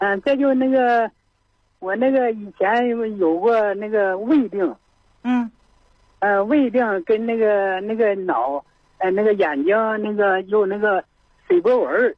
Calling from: Qiqihar, Heilongjiang, China; 哎，我是齐齐哈尔的。

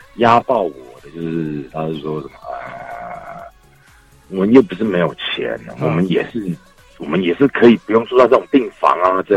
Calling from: Taipei, Taiwan; 你好，我是台北的，我很愤怒。

